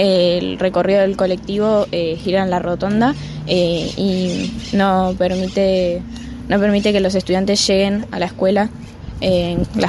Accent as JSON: {"language": "Spanish", "town": "El Hoyo", "region": "Chubut", "country": "Argentina", "said": "Sí, yo soy del Hoyo y nada, me traen mis papás"}